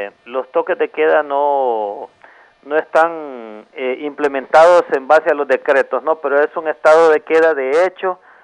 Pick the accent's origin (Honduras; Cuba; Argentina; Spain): Honduras; todos somos hondureños y hondureñas y aquí estamos perdiendo todos